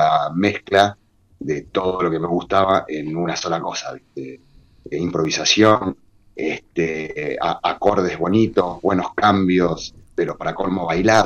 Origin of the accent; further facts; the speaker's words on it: Córdoba, Argentina; Yo soy cordobés y toda mi familia es cordobés, es de Córdoba. Ahí tenemos cumbia y cuarteto para tirar para arriba, así que yo medio me crié con eso.